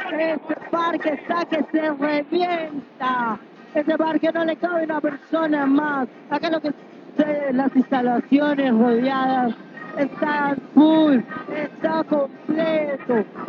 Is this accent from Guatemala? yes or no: no; Argentina; Esto suena raro como español, como argentino, no sé cómo suene, pero está sonando.